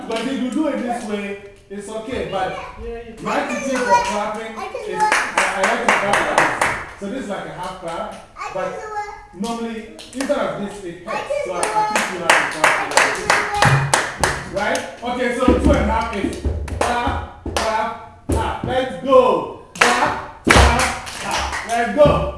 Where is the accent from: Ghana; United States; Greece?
Ghana; Now I am from Ghana.